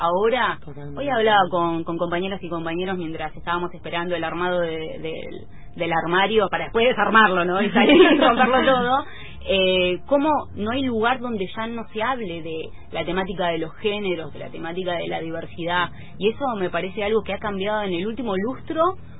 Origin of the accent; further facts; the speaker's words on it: Comodoro Rivadavia, Chubut, Argentina; Sí, en Comodoro Rivadavia, mi ciudad natal.